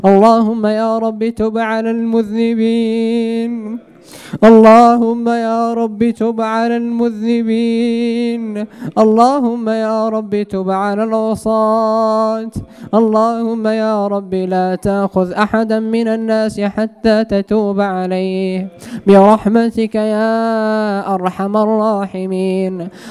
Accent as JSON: {"language": "Arabic", "country": "Morocco", "said": "اللهم يا رب احفظ بلدنا المغرب من الفتن"}